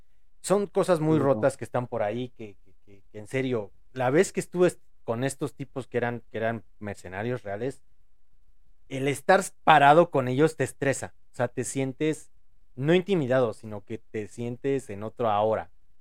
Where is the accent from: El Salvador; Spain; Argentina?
Argentina; Mira, como argentino podría decir